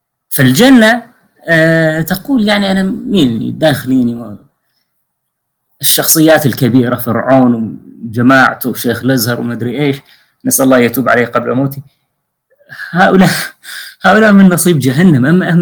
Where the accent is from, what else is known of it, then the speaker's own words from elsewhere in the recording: Syria; عندنا في سوريا هكذا شنيعة جدا